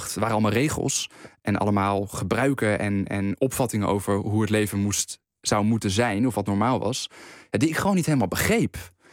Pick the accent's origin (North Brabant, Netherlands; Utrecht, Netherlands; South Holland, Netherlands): Utrecht, Netherlands; Veenendaal; Ik ben in Veenendaal opgegroeid op een school gezeten die, dat noemen ze op reformatorische grondslag.